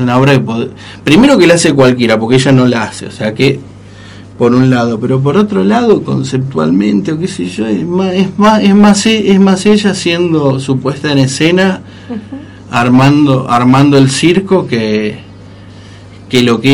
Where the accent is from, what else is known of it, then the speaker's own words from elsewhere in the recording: San Nicolás de los Arroyos, Buenos Aires Province, Argentina; yo medio me crié en San Nicolás de los Arroyos, provincia de Buenos Aires, más allá de mi sangre y mi alma rosarina. He vivido una especie de purgatorio infanto-adolescente en San Nicolás.